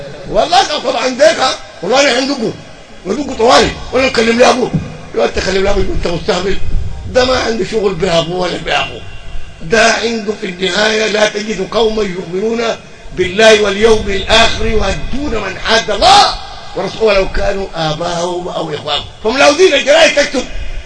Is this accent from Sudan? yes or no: yes; Sudan; يعني كسودانيين ما كنا بنعرف الدين الخليجي ده